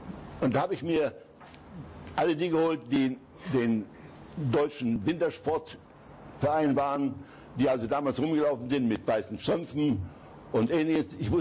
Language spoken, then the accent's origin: German; Zabrze, Silesian Voivodeship, Poland; Beuthen liegt von Hindenburg, von meiner Heimat, immerhin 15 Kilometer entfernt.